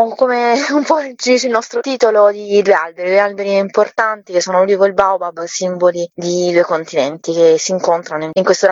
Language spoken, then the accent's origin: Italian; Apulia, Italy; Ovviamente noi da pugliesi conosciamo molto bene il territorio